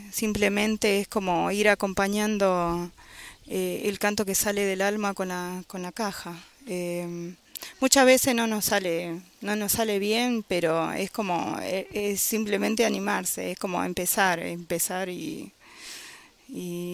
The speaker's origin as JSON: {"language": "Spanish", "region": "Catamarca", "country": "Argentina", "said": "yo soy de Catamarca"}